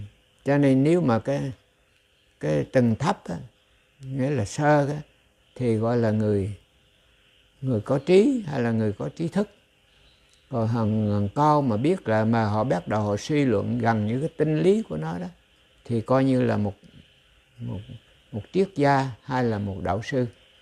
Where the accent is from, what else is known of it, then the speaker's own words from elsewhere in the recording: Central Vietnam, Vietnam; ví dụ như tôi nhớ quê hương của tôi. Tôi nhớ về những cái tình, cái tỉnh miền Trung, gọi là về miền Trung, bóng dừa ngàn thôn, thuyền ngược xuôi suốt một dòng sông.